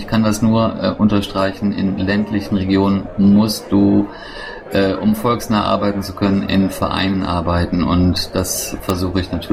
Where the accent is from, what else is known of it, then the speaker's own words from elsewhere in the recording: Bornheim, North Rhine-Westphalia, Germany; ich komme aus Bornheim im Rheinland, im schönen Vorgebirge. Ich bin 45 Jahre alt